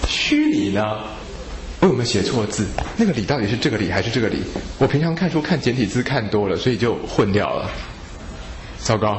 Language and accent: Chinese; China; 我们中国人治病好奇怪啊，都是要固到脾胃之气